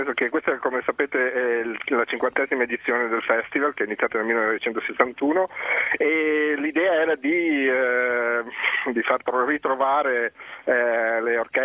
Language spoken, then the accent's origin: Italian; Friuli-Venezia Giulia, Italy; io sono del Friuli, un paesino come tanti del Friuli, come il mio